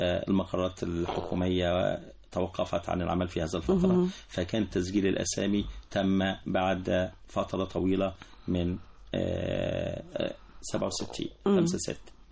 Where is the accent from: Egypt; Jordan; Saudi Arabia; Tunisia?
Egypt; Tazmant al-Gharbiya, Beni Suef Governorate; من بني سويف أصلا، من بني سويف، وما زلت بعتز ان انا من بني سويف، بل بالاكثر من ذلك ان انا من احدى قرى مركز بني سويف، وهي قريه تزمنت الغربيه مركز بني سويف.